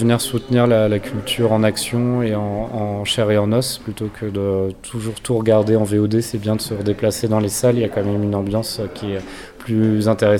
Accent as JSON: {"language": "French", "town": "Nantes", "region": "Pays de la Loire", "country": "France", "said": "comme je viens de Nantes, donc la ville de Jules Verne, du surréalisme et aussi du Hellfest, je porte un peu ces thématiques nantaises avec moi."}